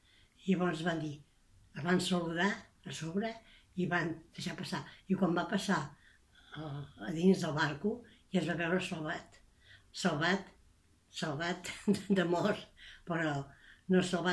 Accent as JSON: {"language": "Catalan", "town": "Barcelona", "region": "Catalonia", "country": "Spain", "tie": "born there", "said": "A Barcelona."}